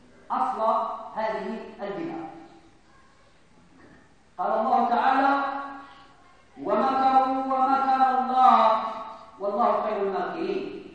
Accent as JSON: {"language": "Arabic", "country": "Morocco", "said": "بزاف آخرين إحنا مغاربة"}